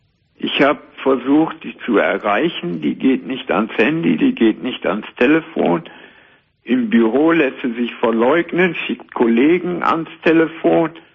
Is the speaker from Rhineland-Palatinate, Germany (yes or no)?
no; Cologne, North Rhine-Westphalia, Germany; now in Siegen, Germany; Aber die kommen aus dem Rheinland, Köln. Ich bin ja auch Kölner.